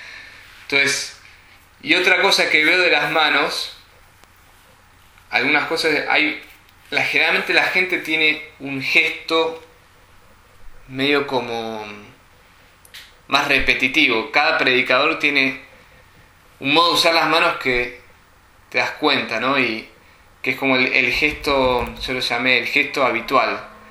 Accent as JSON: {"language": "Spanish", "country": "Argentina", "said": "En general, los argentinos usamos más las manos que los americanos. Somos medio italianos, ¿no?"}